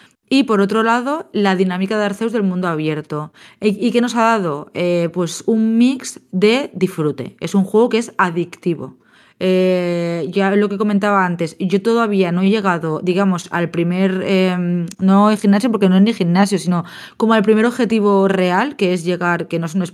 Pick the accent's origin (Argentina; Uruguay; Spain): Spain; también, claro, obviamente somos nacidos y crecidas en España